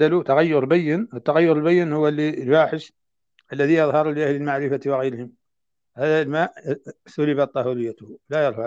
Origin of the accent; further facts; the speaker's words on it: Mauritania; وما زالت عندنا في موريتانيا تصنع من الجلود